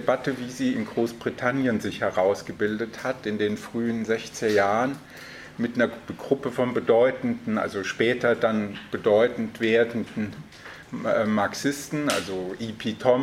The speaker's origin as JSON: {"language": "German", "region": "Hesse", "country": "Germany", "said": "Ich komme ja hier aus der Ecke in der Nähe von Frankfurt."}